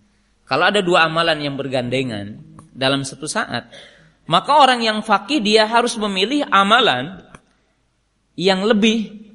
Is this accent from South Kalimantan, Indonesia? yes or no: no; West Java, Indonesia; Saya kan orang Sunda, USA. Orang Sunda asli.